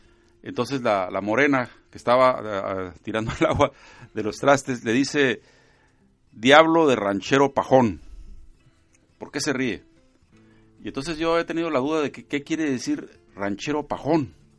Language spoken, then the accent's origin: Spanish; Tijuana, Baja California, Mexico; born there; yo soy de Jalisco prácticamente. O sea, yo nací en Tijuana. Al año que llegamos a Tijuana, en el 52... En el 53 nací, pero la comida, la música, sí. las tradiciones religiosas, todos venían de Jalisco